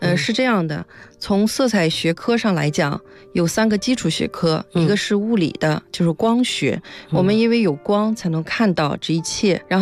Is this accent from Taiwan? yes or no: no; China; 所以我们中国人穿起来要慎重这个紫色